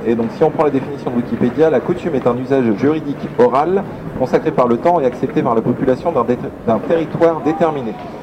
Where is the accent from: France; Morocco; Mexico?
France; Brittany; tu me files le micro parce que je suis breton, forcément je vais savoir.